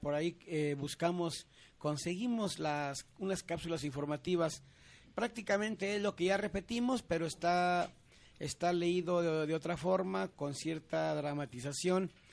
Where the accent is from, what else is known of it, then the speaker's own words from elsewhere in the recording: Magdalena, Jalisco, Mexico; now in Guadalajara, Mexico; porque ahí en Magdalena, pues, se dice que es el lugar del ópalo. Luego les presentaré un documental de mi pueblo querido.